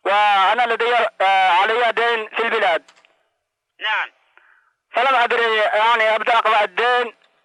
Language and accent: Arabic; Yemen; moved away as an adult; now in Saudi Arabia; أنا قدمت من اليمن. للسعودية للعمل.